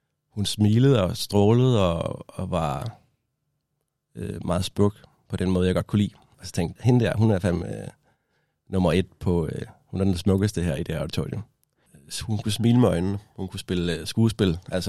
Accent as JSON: {"language": "Danish", "town": "Odense", "region": "Region of Southern Denmark", "country": "Denmark", "moved": "yes", "lives_now": "Copenhagen, Denmark", "said": "Den starter i 2011, hvor jeg er taget fra Odense til København. Det var en stor ting for mig at komme fra Odense til København"}